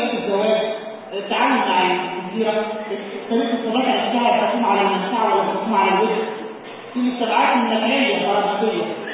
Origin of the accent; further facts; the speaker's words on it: Egypt; يا جماعه عندنا في مصر يقول لك استاذ ايه كويس.